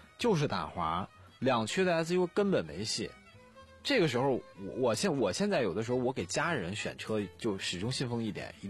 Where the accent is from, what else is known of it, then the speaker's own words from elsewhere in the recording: Northeast China, China; 我举一个最浅显的例子，我们老家东北的。